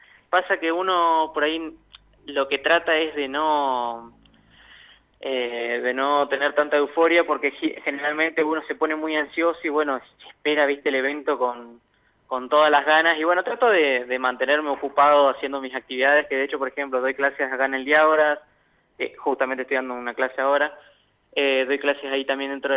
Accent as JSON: {"language": "Spanish", "region": "La Pampa", "country": "Argentina", "said": "Soy yo de La Pampa"}